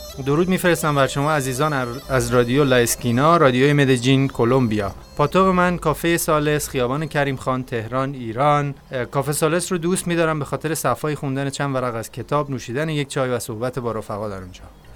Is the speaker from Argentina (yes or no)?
no; Iran; Spanish is a second language; de Irán, yo visitando Medellín.